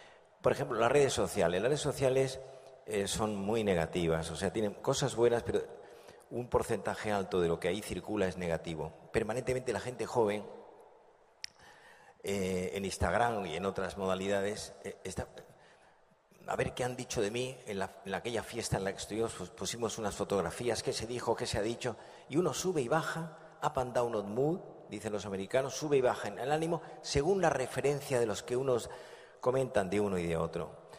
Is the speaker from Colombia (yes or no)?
no; Andalusia, Spain; now in Madrid, Spain; Dicen en mi tierra, yo soy andaluz, aunque vivo en Madrid, y dicen en Andalucía